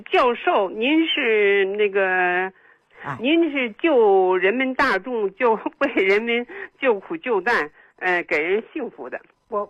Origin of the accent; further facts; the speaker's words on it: Beijing, China; 我是北京人